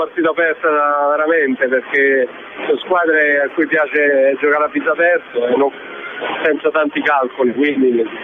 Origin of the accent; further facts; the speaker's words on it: Naples, Campania, Italy; io sono napoletano.